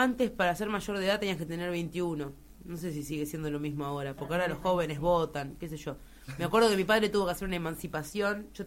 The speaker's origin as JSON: {"language": "Spanish", "town": "Remedios de Escalada", "region": "Buenos Aires Province", "country": "Argentina", "said": "yo soy de Remedio de Escalada."}